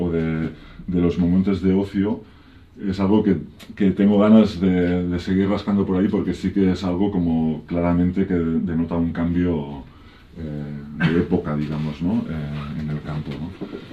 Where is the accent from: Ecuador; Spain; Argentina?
Spain; Barcelona, Catalonia; yo me crié en Barcelona y hace unos 20 años, ahora 20 años, que vivo en entornos de montaña, pues en núcleos abandonados, sobre todo por el Pirineo, aunque también viví unos años en las montañas de Prades, en el interior de Tarragona.